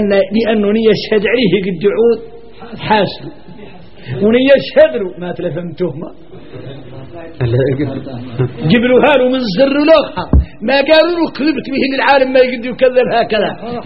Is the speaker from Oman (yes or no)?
no; Mauritania; احنا موريتاني